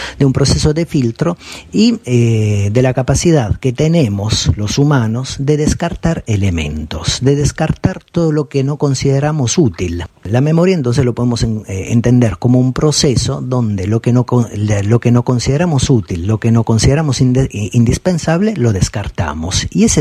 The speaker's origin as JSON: {"language": "Spanish", "country": "Italy", "said": "me remito a mi país de origen, Italia"}